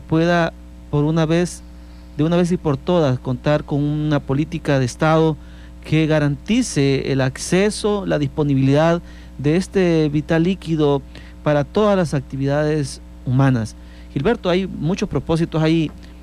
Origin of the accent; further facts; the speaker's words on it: El Salvador; como salvadoreños y salvadoreñas sentimos el dolor de nuestros hermanos y hermanas